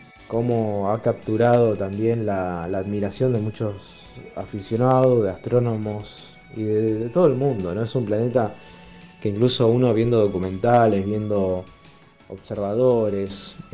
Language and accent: Spanish; Rosario, Santa Fe, Argentina; de Rosario